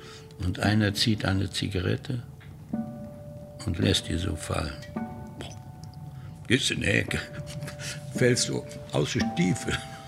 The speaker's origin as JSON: {"language": "German", "town": "Malbork", "region": "Pomeranian Voivodeship", "country": "Poland", "tie": "born or raised there", "said": "das ist meine Heimat, Marienburg, ist weg. Und dann war ich richtig traurig, wo ich sehe, die alte, schöne Marienburg."}